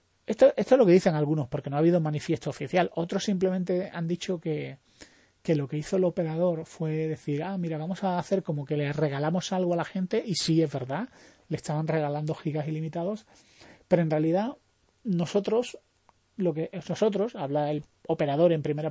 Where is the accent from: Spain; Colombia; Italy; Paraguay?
Spain; no solo somos los españoles los únicos que abusamos